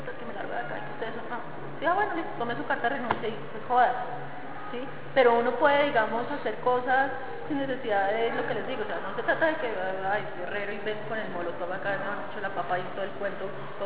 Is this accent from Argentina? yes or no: no; Colombia; me lo merezco como ciudadana colombiana